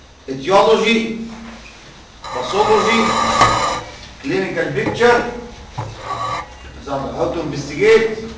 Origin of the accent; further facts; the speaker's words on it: Egypt; هل احنا عندنا في مصر مثل